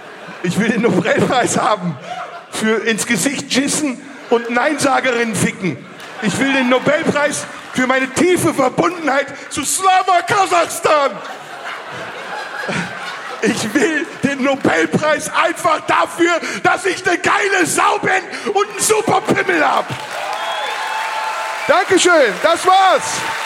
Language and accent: German; Turkey; Digga, ich bin Türke.